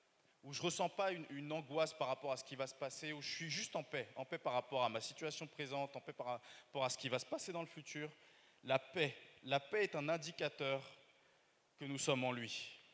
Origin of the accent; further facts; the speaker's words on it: Paris, Île-de-France, France; l'amabilité, en fait, en tant que Parisien, on peut l'enlever.